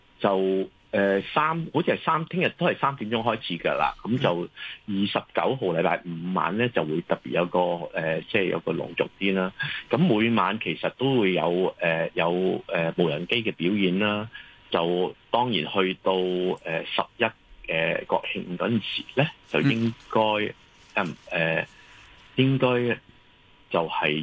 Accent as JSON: {"language": "Cantonese", "region": "Guangdong", "country": "China", "said": "我哋繁体字嘅招牌嗰啲咧，即系我哋广东人。"}